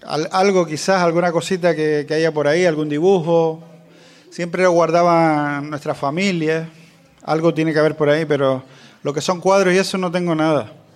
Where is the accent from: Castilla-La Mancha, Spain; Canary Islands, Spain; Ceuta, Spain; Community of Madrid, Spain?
Canary Islands, Spain; Maspalomas; Yo soy de Gran Canaria, nací en Maspalomas, municipio de San Bartolomé de Tirajana.